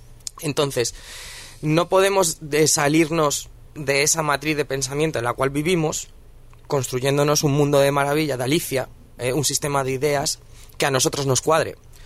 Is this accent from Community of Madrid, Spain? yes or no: yes; Madrid, Community of Madrid, Spain; yo es que vengo de Vallecas y en Vallecas no he escuchado a nadie hablar en inglés nunca.